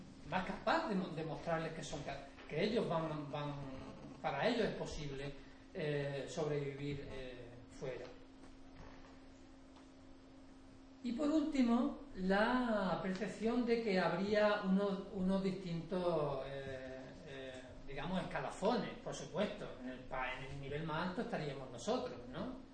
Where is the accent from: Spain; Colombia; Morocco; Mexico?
Spain; Málaga, Andalusia; yo soy andaluz, yo he nacido en Villa y me he educado en Málaga.